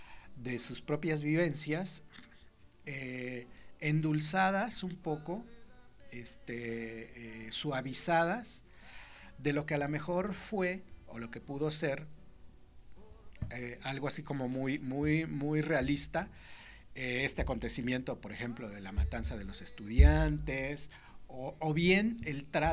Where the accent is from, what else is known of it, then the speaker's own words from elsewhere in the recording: Mexico City, Mexico; Nosotros venimos de la Ciudad de México